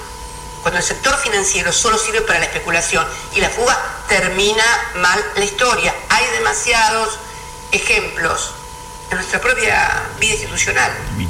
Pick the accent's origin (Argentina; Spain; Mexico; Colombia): Argentina; nos deben ocupar tanto como argentinos y como militantes